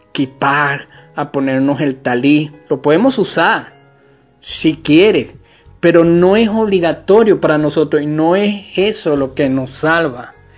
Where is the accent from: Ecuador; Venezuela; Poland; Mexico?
Venezuela; no somos judíos de nacimiento, somos venezolanos con ascendencia española, haitiana, en fin, de República Dominicana, de Estados Unidos, del Caribe, de África, indígena.